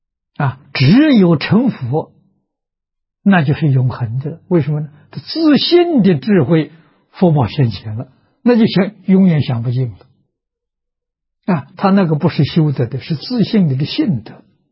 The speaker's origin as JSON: {"language": "Chinese", "country": "China", "said": "我们中国人讲到家了啊，说功夫到家了啊"}